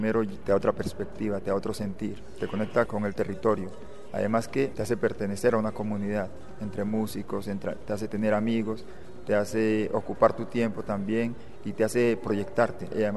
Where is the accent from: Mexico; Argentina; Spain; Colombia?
Colombia; Tumaco, Nariño; soy de Tumaco